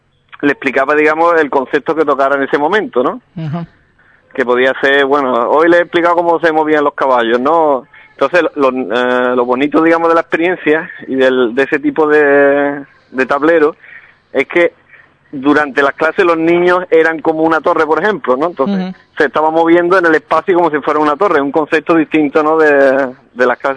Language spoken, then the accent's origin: Spanish; Alcalá, Andalusia, Spain; mi filosofía, porque es la que me inculcaron desde pequeño en mi pueblo, ¿no? Alcalá tiene una tradición ajedrecística.